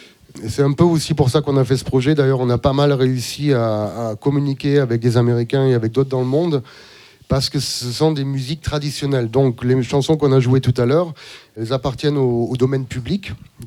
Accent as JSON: {"language": "French", "region": "Auvergne-Rhône-Alpes", "country": "France", "tie": "born or raised there", "said": "j'ai grandi en Ardèche. Dans le sud de l'Ardèche, dans les années 80"}